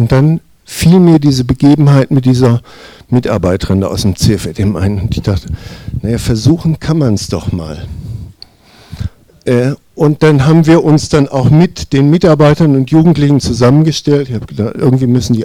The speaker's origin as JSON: {"language": "German", "town": "Hanover", "region": "Lower Saxony", "country": "Germany", "moved": "as an adult", "lives_now": "Allgäu, Germany", "said": "7 Jahren im Allgäu. Familie ist seit 6 Jahren mit hier im Allgäu. Ich bin Wirtschaftsflüchtling, also bin aus Hannover gekommen."}